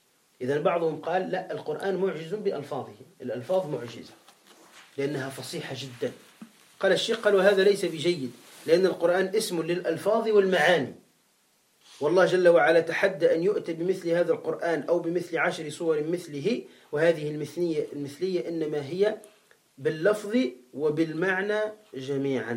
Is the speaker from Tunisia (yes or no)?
yes; Tunisia; هذا عندنا في تونس هكذا قال